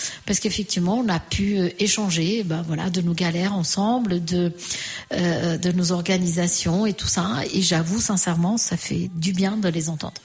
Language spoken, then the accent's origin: French; Portugal; French is a second language; now in France; c'est le moment où j'ai quitté le Portugal et c'est le moment où je suis arrivée en France. Alors, pour moi, ceux qui ont vraiment marqué et que j'étais au Portugal